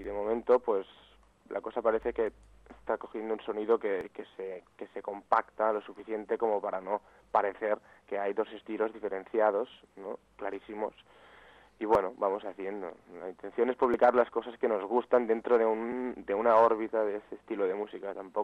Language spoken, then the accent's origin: Spanish; Barcelona, Catalonia, Spain; los dos que lo creamos somos de Barcelona, pero uno de los dos, yo soy el que actualmente está en Barcelona